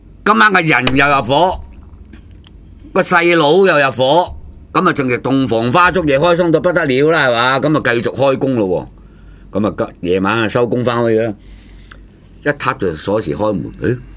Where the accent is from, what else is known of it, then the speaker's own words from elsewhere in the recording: Guangdong, China; 我哋廣東人啊，我哋呢邊啊嗰啲嘅。